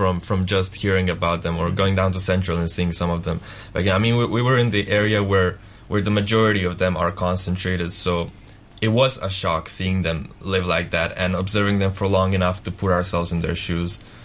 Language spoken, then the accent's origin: English; Bosnia & Herzegovina; English is a second language; from Bosnia.